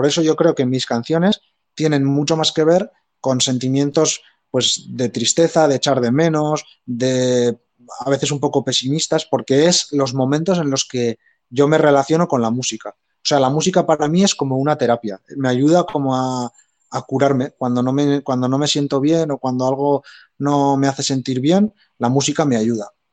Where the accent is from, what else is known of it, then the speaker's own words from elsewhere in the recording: Echauri, Navarre, Spain; unos viñedos que hay muy famosos al lado de mi pueblo, en Echauri